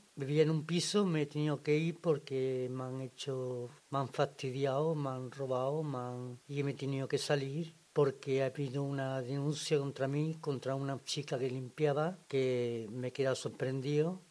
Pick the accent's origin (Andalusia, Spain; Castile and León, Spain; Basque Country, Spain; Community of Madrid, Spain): Andalusia, Spain; Córdoba; now in Zaragoza, Spain; Bueno, yo soy de Córdoba, del sur, Córdoba.